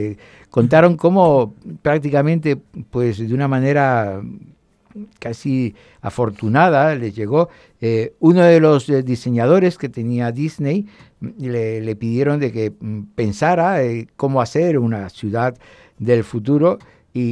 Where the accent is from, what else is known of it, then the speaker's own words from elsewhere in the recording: Valencia, Valencian Community, Spain; Y como valenciano de muchos años, la verdad es que me sentí muy orgulloso